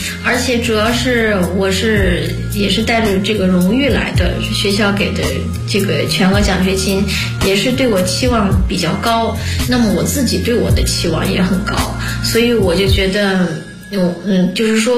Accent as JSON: {"language": "Chinese", "country": "China", "said": "我个人觉得啊，因为中国人都比较 hard working， 所以相对来说的话，而且毕竟不是我的母语"}